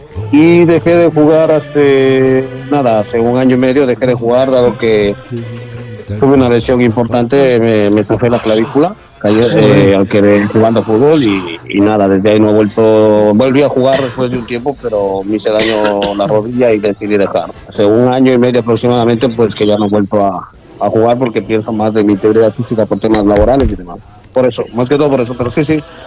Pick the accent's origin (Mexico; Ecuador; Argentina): Ecuador; now in Spain; yo cuando era chaval y vivía en Ecuador, pues jugué en el Deportivo Cuenca en los infantiles.